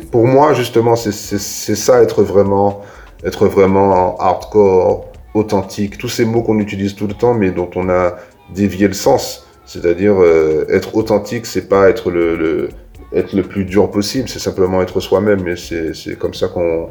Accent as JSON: {"language": "French", "town": "Ducos", "country": "Martinique", "said": "qu'on vient pas de, on vient de Ducos. Et à Ducos, on vient pas des pires coins, on vient pas du ghetto"}